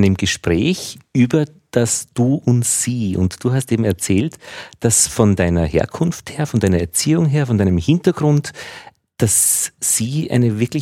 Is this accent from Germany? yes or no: no; Upper Austria, Austria; das würde ich auch nicht machen als Oberösterreicher, unbekannte ältere Menschen duzen.